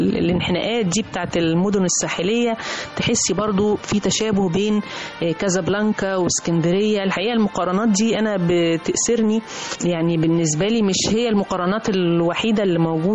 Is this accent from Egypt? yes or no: yes; Egypt; مرتبط بقلوبنا جميعا كمصريين وكعرب